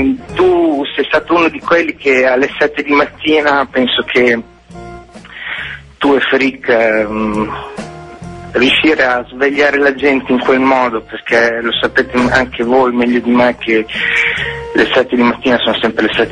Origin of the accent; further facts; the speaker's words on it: Faenza, Emilia-Romagna, Italy; No, sono di Faenza. Vicino alla ragazza che ha chiamato prima.